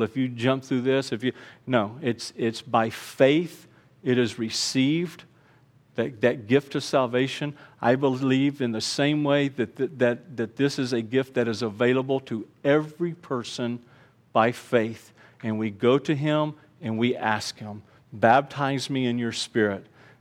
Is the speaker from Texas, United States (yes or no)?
yes; Houston, Texas, United States; born there; in my head, I said I was born in Houston.